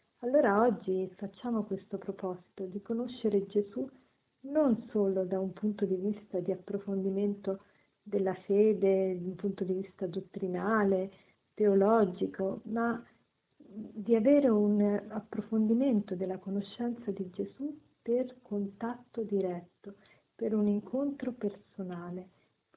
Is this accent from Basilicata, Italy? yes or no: no; Rome, Lazio, Italy; sono una consacrata come una suora, vengo da Roma.